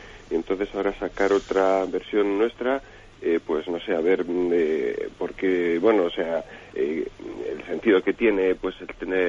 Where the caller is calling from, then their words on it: Palencia, Castile and León, Spain; de Palencia.